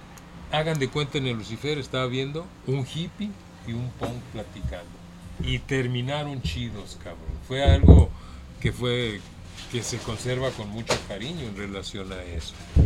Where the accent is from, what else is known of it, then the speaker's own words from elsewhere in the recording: Guadalajara, Jalisco, Mexico; born there; yo nací en Guadalajara.